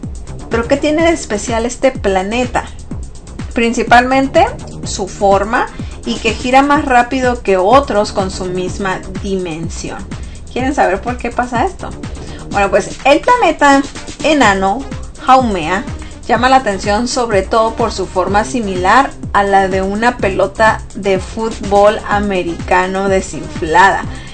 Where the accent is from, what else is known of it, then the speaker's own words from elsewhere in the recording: Mexico; Pero la mayoría de los que somos mexicanos, es cierto, nos gusta celebrar el Día de Muertos